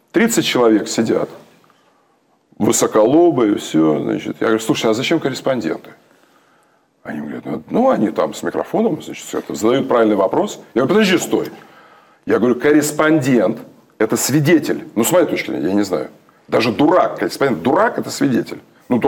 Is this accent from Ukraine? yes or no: yes; Ukraine; Я украинец. Я украинец, у меня дед румын, бабка, ее мать полячка, а полька, а ее отец болгарин, Дмитро Лазанов, а мать Нина Дубницкая с Варшавы.